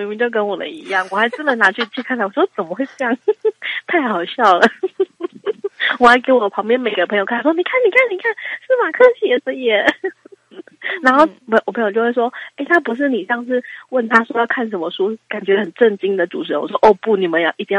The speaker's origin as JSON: {"language": "Chinese", "country": "Taiwan", "said": "所以我们是台湾人"}